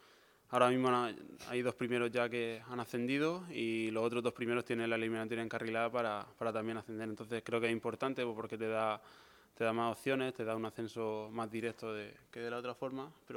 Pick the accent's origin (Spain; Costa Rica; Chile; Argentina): Spain; Cartagena, Region of Murcia; yo soy de Cartagena, vivo cerca, lo puedo seguir.